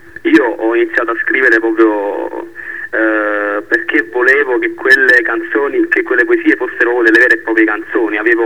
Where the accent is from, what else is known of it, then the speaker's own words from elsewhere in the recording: Naples, Campania, Italy; quelli che sono di Scampia, soprattutto ai giovani di Scampia, perché siamo proprio noi il futuro di questo quartiere.